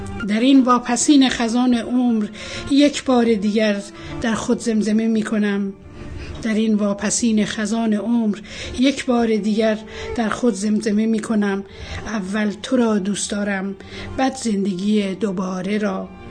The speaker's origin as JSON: {"language": "Persian", "town": "Bandar Shah", "region": "Golestan", "country": "Iran", "tie": "born there", "said": "در بندرشا به دنیا آمدم."}